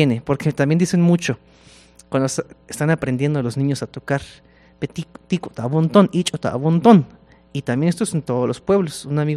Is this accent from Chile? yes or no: no; Coahuila, Mexico; yo llegué desde Coahuila, desde el norte de México, y yo llego como estudiante de música occidental, académica